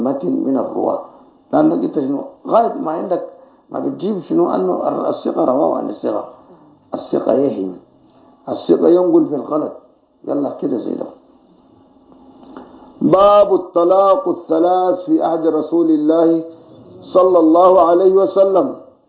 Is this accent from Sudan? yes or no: yes; Sudan; كان بيفتي بهذا الحديث دائما في الإذاعة والتلفزيون عندنا في السودان